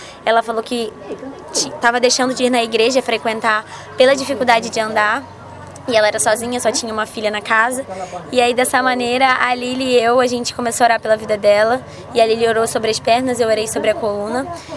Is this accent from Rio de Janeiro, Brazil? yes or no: yes; Cabo Frio, Rio de Janeiro, Brazil; Eu sou do Rio de Janeiro, de Cabo Frio, interiorzinho.